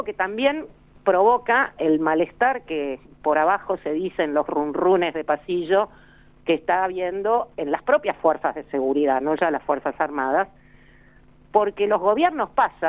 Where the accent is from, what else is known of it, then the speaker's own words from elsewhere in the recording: Bahía Blanca, Buenos Aires Province, Argentina; born there; Yo nací en Bahía Blanca, así que sé de lo que estoy hablando.